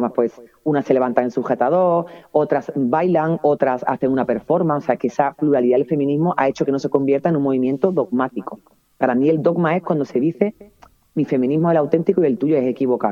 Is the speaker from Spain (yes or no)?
yes; Andalusia, Spain; si yo estoy como mujer andaluza, que al lado de una vasca o una catalana no soy igual